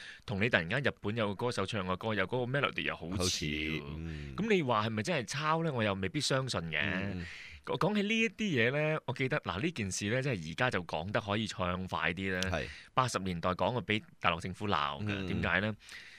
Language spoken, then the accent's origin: Cantonese; China; 係我哋中國人嘅特色嚟嘅